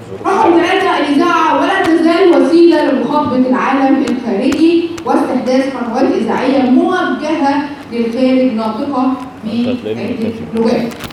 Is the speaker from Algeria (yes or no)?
no; Egypt; احنا كمصريين كان بتاعنا كان عبارة عن حدود كده